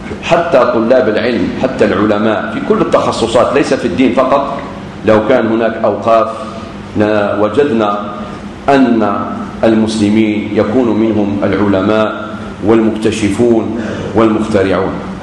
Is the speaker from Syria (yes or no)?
no; Algeria; خاصة في بلادنا الجزائر